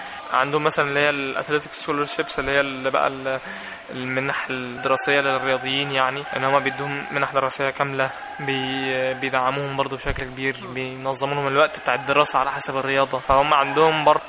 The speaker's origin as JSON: {"language": "Arabic", "country": "Egypt", "said": "ما عندهمش نسبة التلوث اللي عندنا في مصر بصراحة"}